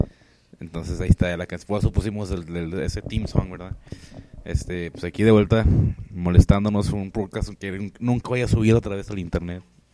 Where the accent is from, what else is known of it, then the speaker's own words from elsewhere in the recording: Ciudad Juárez, Chihuahua, Mexico; Es que soy de Juárez y no hay que comer.